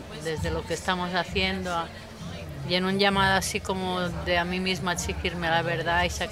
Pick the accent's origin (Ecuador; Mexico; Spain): Spain; Barcelona, Catalonia; born there; now in Mallorca, Spain; Nací en Barcelona, pero de hace muchos años vivo en la pequeña isla de Mallorca, en el Mediterráneo.